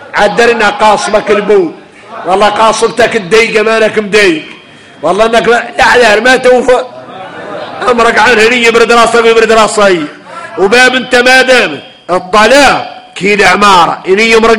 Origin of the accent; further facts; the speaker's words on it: Mauritania; احنا موريتاني